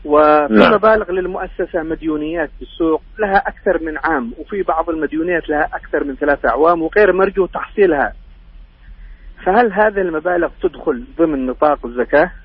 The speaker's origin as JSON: {"language": "Arabic", "country": "Yemen", "lives_now": "Jeddah, Saudi Arabia", "said": "السؤال الثالث يعني يمني، دخلت إلى حدود المملكة قبل شهرين"}